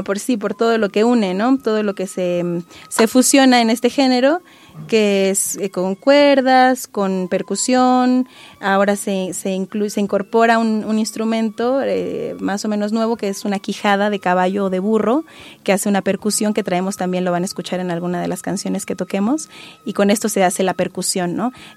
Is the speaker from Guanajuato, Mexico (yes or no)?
yes; Guanajuato, Mexico; este año estaba yo en mi pueblo, allá en Guanajuato